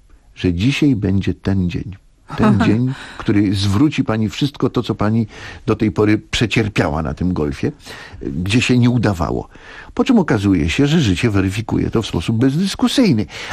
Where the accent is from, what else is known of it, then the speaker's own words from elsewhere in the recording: Masovian Voivodeship, Poland; ja jestem chłopakiem ze Starówki. Ja to jak sobie teraz to odtwarzam po latach, to przecież na tym Starym Mieście, ja mieszkałem na klatce, u mnie na dole mieszkał Bronisław Linkę. Grafik.